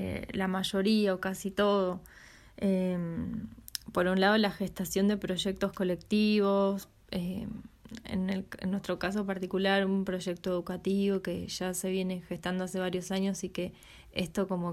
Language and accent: Spanish; Buenos Aires, Argentina; now in Punta Negra, Uruguay; vivo acá en Punta Negra hace un año, vengo de Buenos Aires, soy mamá de tres niños